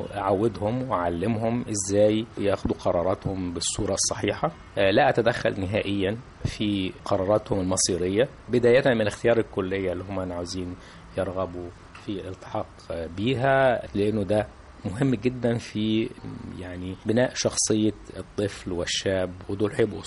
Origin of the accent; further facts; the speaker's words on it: Luxor, Luxor Governorate, Egypt; أنا يعني من الأقصر، وإحنا عندنا قواعد حاكمة في الاختيار بتبقى أقرب